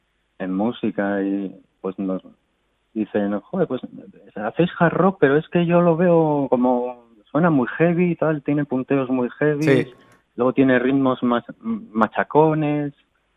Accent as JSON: {"language": "Spanish", "town": "Barakaldo", "region": "Basque Country", "country": "Spain", "said": "Pues la banda surge en el año 2016, somos de Baracaldo, Vizcaya"}